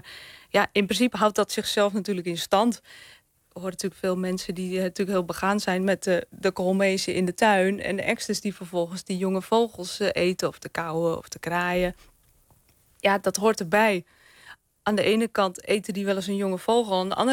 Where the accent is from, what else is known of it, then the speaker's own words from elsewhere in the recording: North Holland, Netherlands; Nou, ik kom zelf uit Noord-Holland.